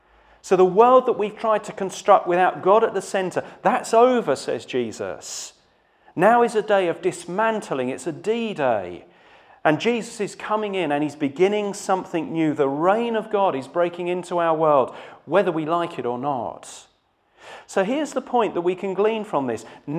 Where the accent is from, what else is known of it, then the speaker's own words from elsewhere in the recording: United Kingdom; It makes me feel good about being British, and it makes me feel good and righteous about being me.